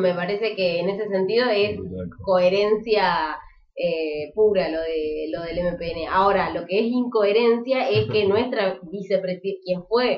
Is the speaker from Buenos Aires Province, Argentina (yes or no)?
no; Neuquén, Argentina; porque soy de Neuquén